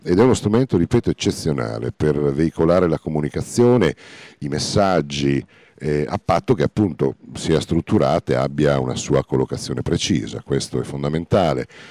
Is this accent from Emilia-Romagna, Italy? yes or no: yes; Bologna, Emilia-Romagna, Italy; Sì, sono uno dei pochi indigeni sopravvissuti. No, lo dico scherzosamente perché in realtà, insomma, però sì, sono bolognese.